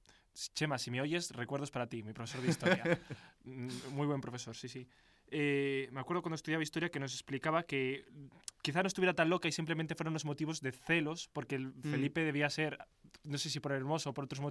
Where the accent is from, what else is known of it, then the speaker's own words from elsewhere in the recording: Spain; yo me considero español